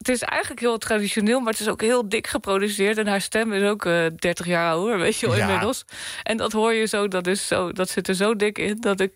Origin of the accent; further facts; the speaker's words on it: Bleiswijk, South Holland, Netherlands; ik ben opgegroeid in Bluiswijk, vlakbij Den Haag, weet je.